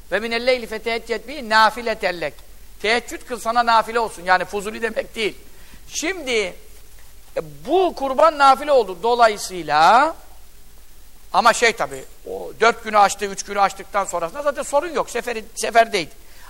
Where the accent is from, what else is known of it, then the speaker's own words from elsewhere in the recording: Yeğenli, Giresun, Turkey; Bizim köy, Görele Yeğenli köyündenim ben. Ben çocukken de gidiyordum.